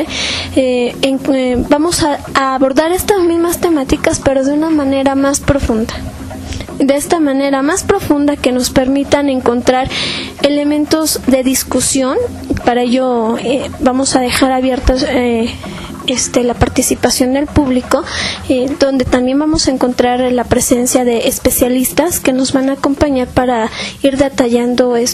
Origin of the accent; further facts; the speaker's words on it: Mexico; somos mexicanos porque tenemos ciertos elementos que la historia nos ha ofrecido